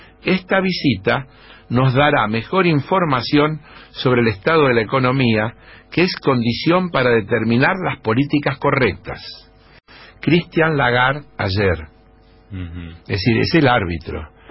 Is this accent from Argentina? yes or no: yes; Argentina; los únicos que no tenemos cuentas offshore ilegales somos los argentinos